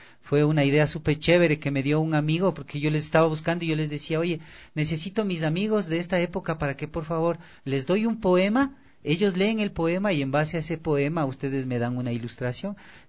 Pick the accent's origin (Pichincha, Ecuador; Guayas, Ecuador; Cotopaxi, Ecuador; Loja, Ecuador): Pichincha, Ecuador; Quito; los racistas que somos los quiteños